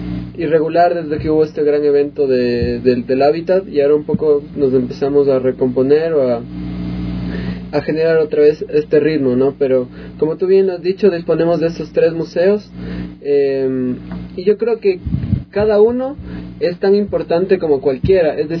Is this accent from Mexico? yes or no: no; Ecuador; todos somos acá ecuatorianos